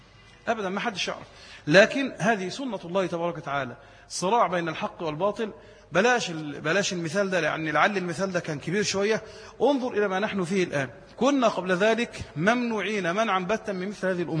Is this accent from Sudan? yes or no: no; Egypt; قلت انا مواطن مصري ولي حرية التنقل في البلد